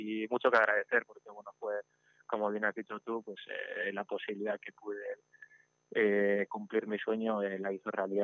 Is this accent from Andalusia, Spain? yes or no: no; Amorebieta, Basque Country, Spain; lo tomo como un regalo, también como un poco agradecimiento al club y a mi pueblo, ¿no?, que es Amorebieta.